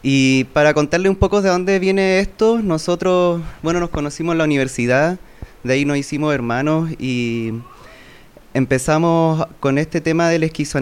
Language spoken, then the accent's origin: Spanish; Valparaíso, Chile; Venimos de Valparaíso a presentar unas reflexiones de una experiencia diagnósticas y terapéuticas dentro del ejercicio de nuestra profesión, que estudiamos psicología en Valparaíso igual.